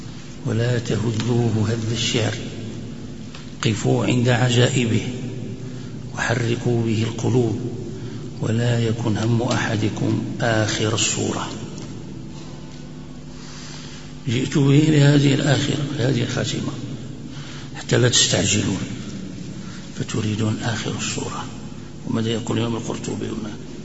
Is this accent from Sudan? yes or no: no; Morocco; وهذا نظم أيضا مشهور عندنا في المغرب، هناك يقرأ به الناس قراءة